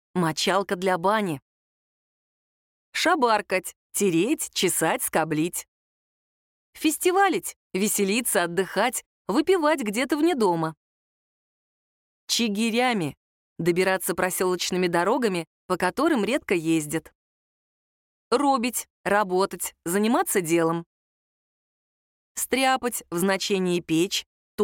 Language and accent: Russian; Votkinsk, Udmurtia, Russia; Мой отец русский, мать татарка. Я родилась, выросла и живу в Удмуртии. Это моя родина, моя гордость и моя любовь.